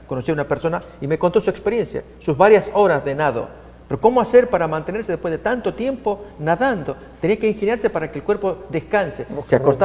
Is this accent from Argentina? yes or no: yes; Argentina; yo siendo argentino, llego a este lugar no acostumbrado al picante, al chile, al chiloso